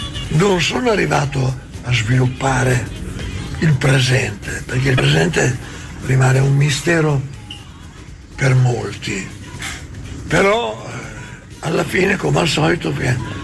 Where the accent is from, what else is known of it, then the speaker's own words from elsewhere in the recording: Bologna, Emilia-Romagna, Italy; tutte le volte che diciamo che siamo di Bologna